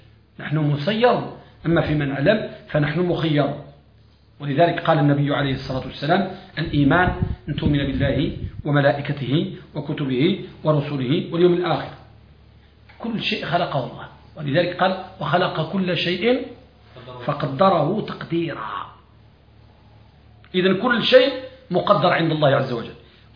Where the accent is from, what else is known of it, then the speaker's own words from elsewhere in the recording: Morocco; وبعضهم عندنا في المغرب